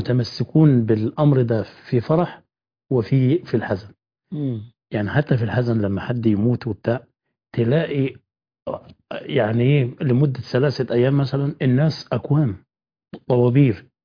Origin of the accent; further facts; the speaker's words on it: Upper Egypt, Egypt; البيوت عندنا في الصعيد هناك